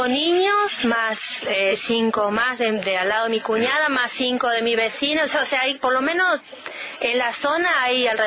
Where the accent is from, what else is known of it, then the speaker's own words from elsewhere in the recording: Con Lara, Córdoba, Argentina; estamos muy al límite con San Luis, y muchas veces cuando decimos somos de Con Lara, realmente pregunta si somos de San Luis.